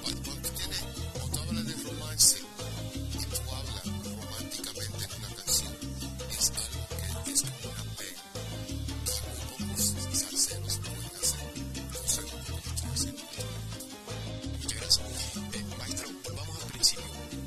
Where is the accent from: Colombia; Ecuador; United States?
United States; que yo me crié en los Estados Unidos